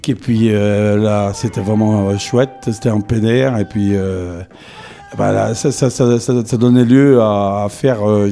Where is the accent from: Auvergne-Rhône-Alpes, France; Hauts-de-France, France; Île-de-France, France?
Auvergne-Rhône-Alpes, France; Saint-Etienne; Je suis de Saint-Etienne, de Saï-sous-Couzan et Saint-Etienne.